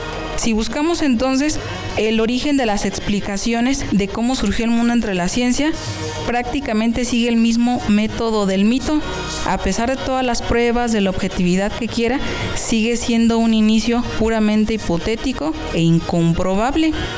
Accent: Mexico; Nosotros como cultura mexicana, sin darnos cuenta, tenemos basada nuestra idiosincrasia en los mitos.

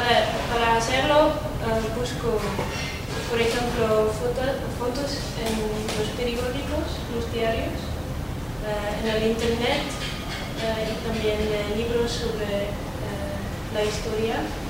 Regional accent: Netherlands; soy de Holanda

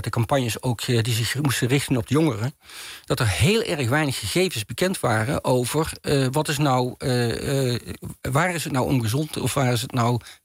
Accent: Maastricht, Limburg, Netherlands; en ik kom zelf van Maastricht af oorspronkelijk

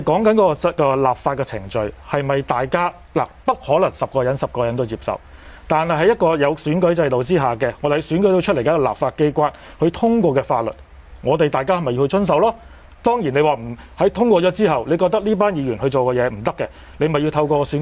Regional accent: Hong Kong; 未必我哋香港人好多人係未必接受北韓嗰套，我哋只可以咁樣講。

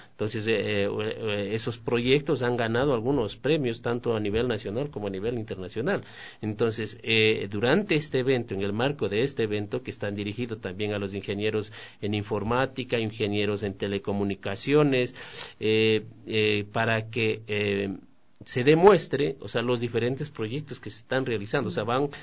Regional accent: Guaranda, Bolívar, Ecuador; born there; Y le decíamos, yo nací en Guaranda, entonces decíamos, éramos vecinos.

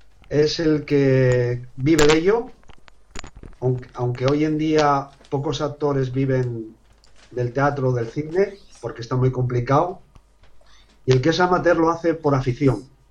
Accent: Gijón, Asturias, Spain; Soy de Gijón, Asturias.

